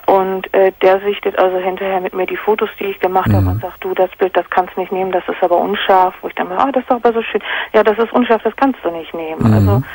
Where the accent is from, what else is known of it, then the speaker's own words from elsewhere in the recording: Hamburg, Germany; Ich wohne jetzt hier seit 20 Jahren in der Gegend. Ich komme eigentlich aus Hamburg.